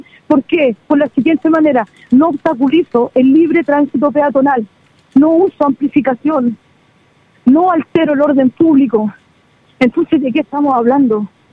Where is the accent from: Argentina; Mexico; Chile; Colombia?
Chile; yo soy chilena. Yo soy chilena y tengo derecho en mi país a mostrar mi arte.